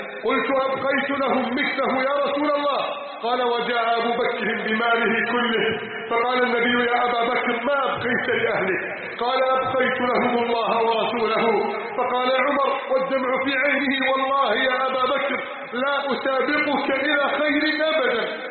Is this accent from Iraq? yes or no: no; Egypt; واجعل بلدنا مصر آمنة مطمئنة